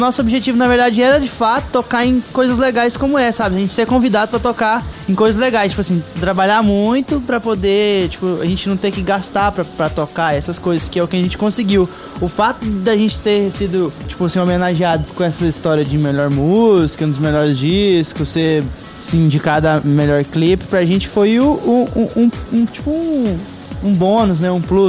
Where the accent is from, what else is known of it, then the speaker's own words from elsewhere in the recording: Goiânia, Goiás, Brazil; a gente é de Goiânia, a gente é o lugar que fala mais feio.